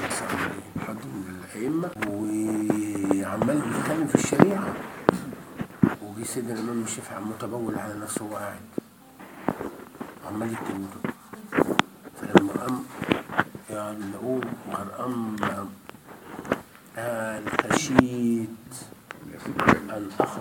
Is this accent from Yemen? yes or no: no; Egypt; احنا لما دخلنا احنا مصريين